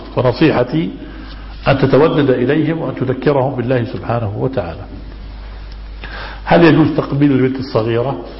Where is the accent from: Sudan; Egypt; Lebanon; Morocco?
Egypt; now in Jordan; نحن أخوة من مصر نعيش في الأردن منذ زمن،